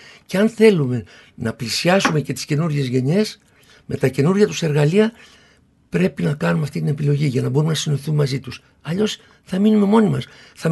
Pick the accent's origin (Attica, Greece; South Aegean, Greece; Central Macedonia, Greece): Attica, Greece; Kokkinia; είμαι ένα παιδί από την Κοκκινιά και παραμένω ένας παππούς από την Κοκκινιά.